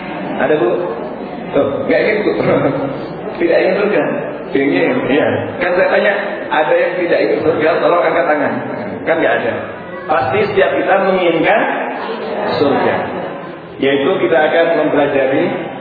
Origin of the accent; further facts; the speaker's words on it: Gresik, East Java, Indonesia; born there; jadi ya saya lahir di Jawa Timur, Gresik.